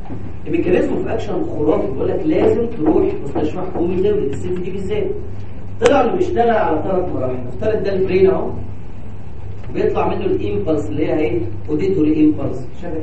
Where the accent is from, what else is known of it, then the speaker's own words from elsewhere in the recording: Egypt; عندنا في مصر جرأة شويه